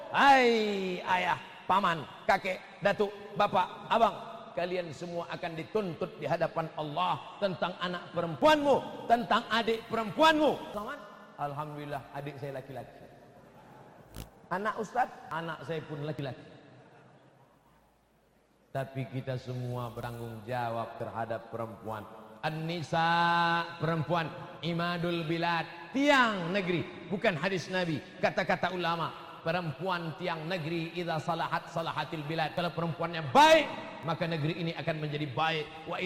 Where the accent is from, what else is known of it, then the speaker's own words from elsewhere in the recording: Riau, Indonesia; Saya orang Riau tapi sering saya ke Pontianak.